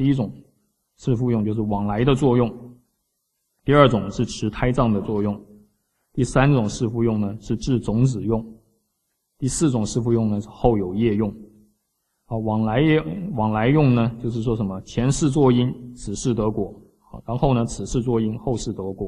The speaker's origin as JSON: {"language": "Chinese", "country": "China", "said": "我们中国人最喜欢的就怎么样？做事情要怎么样？要圆融"}